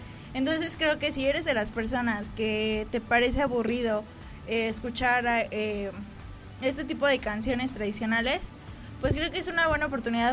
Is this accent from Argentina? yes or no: no; Mexico; Es una oportunidad que nos tenemos que dar todos como seres mexicanos.